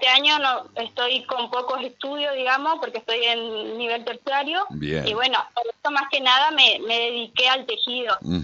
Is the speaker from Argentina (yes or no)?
yes; Corrientes, Argentina; now in Concordia, Argentina; Yo, por ejemplo, soy de Corrientes.